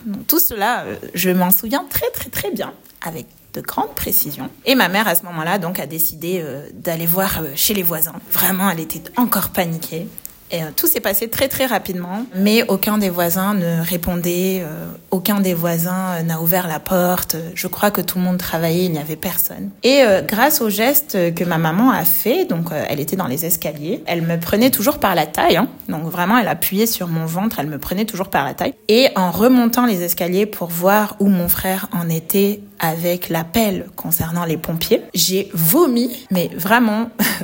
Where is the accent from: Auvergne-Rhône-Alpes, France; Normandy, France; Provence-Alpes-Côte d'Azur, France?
Provence-Alpes-Côte d'Azur, France; Marseille; J'étais à Marseille parce que c'est là où j'ai grandi